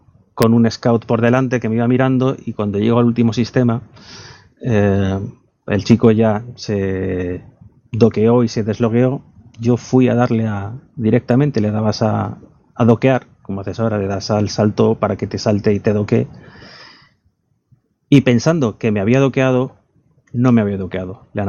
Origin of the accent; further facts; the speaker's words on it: Balearic Islands, Spain; yo porque soy de la isla, yo soy de Mallorca